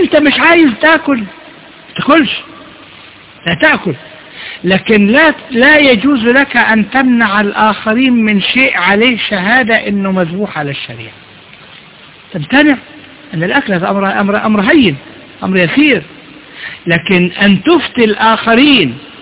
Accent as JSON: {"language": "Arabic", "country": "Egypt", "said": "إحنا برضو عندنا في مصر"}